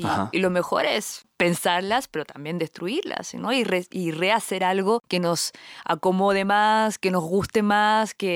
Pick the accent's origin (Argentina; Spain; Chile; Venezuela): Chile; Yo particularmente, que soy chilena, o sea, nací en Chile